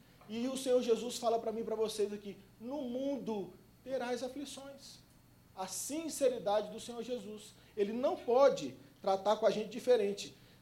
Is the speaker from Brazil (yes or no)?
yes; Brasília, Federal District, Brazil; also born or lived in Goiânia; Eu sou nascido em Goiânia e criado em Brasília.